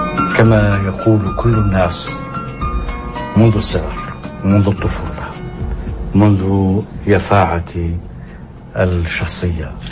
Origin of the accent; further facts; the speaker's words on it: Kafr Ana, Palestine; وفي نفس الوقت كان في بلدتنا كفر عانة هو أول من اشترى جراموفون